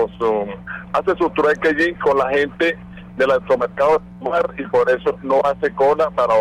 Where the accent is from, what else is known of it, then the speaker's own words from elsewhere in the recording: Vargas, Venezuela; now in Caracas, Venezuela; me estoy llamando aquí de Caracas, pero soy también de Vargas.